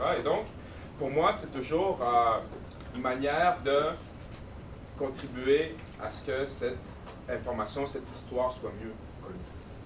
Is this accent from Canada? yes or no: yes; Quebec City, Quebec, Canada; Je suis né à Québec, ici dans le quartier Limoilou, d'une mère limouloise et d'un père sénégalais. J'ai grandi ici